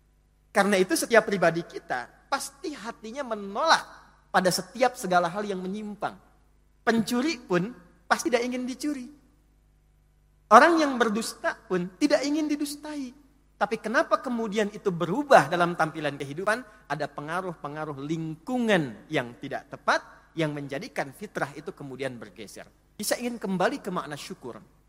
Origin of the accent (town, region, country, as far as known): Indonesia